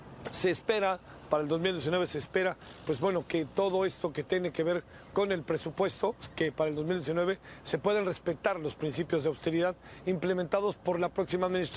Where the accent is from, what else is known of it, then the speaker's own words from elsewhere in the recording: Mexico City, Mexico; en general el calor es difícil para los que venimos como de la Ciudad de México